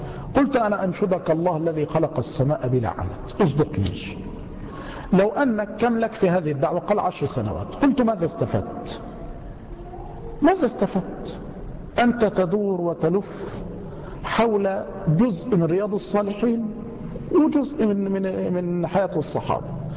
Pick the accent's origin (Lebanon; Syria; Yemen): Yemen; يأتي إلينا بعضهم ونحن في اليمن